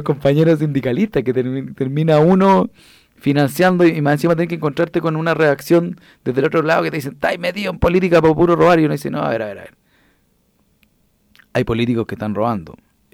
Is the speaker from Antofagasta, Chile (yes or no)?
no; Santiago Metropolitan, Chile; yo fui presidente de ese movimiento y que vengo de La Caro y que fui del barrio Borgoño y de los H.